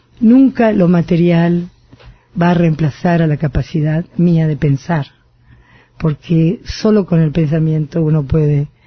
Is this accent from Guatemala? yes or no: no; Buenos Aires, Argentina; Nací en Buedo y viví en Parque Chacabuco la adolescencia, por razones familiares.